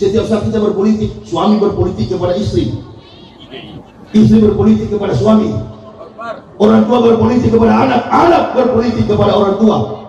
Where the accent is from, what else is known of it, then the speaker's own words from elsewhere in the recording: Manado, North Sulawesi, Indonesia; Rocky Gerung, satu kampung sama saya dari Manado itu.